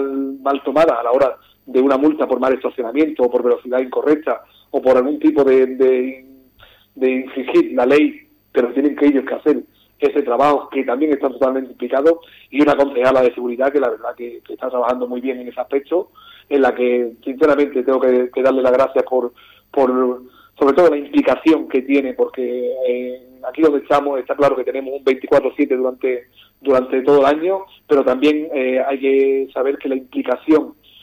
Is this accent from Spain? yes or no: yes; Ubrique, Andalusia, Spain; yo estoy muy orgulloso cuando salgo de Ubrique de hablar de mi pueblo